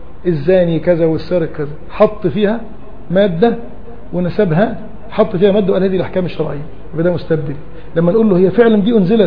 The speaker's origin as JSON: {"language": "Arabic", "country": "Egypt", "said": "يعني لما اقول لك انا مصري تقول لي طيب عينيك مصريين؟"}